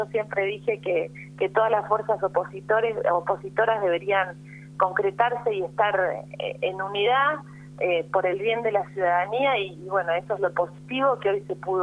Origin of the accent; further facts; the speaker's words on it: Pigüé, Buenos Aires Province, Argentina; Yo soy de Pigüé, del distrito de Saavedra.